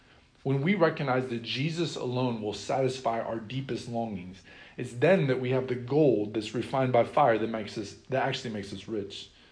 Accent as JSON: {"language": "English", "town": "Sheraton", "region": "Iowa", "country": "United States", "tie": "born or raised there", "said": "When I was growing up, I was convinced that my hometown, Sheraton, Iowa, was the greatest town in the world."}